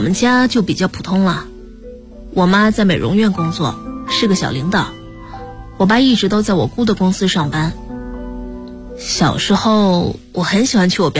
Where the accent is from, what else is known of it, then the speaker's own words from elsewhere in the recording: Wuxi, Jiangsu, China; 啊，在无锡。我小时候住的那个地方叫蜻蜓帮，因为那里夏天有很多很多的蜻蜓